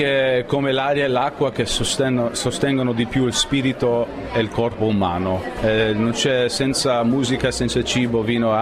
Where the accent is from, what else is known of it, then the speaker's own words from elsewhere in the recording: United States; Italian is a second language; now in Italy; ho la grande fortuna di venire in vostro bel paese come un americano straniero